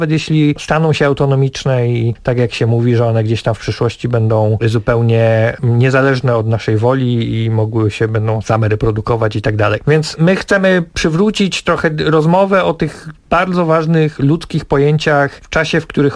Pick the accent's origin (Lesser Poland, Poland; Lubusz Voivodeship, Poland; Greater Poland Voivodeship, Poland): Greater Poland Voivodeship, Poland; no ja jestem z Wielkopolski, zawsze chciałem przyjechać z festiwalem do swojego rodzinnego regionu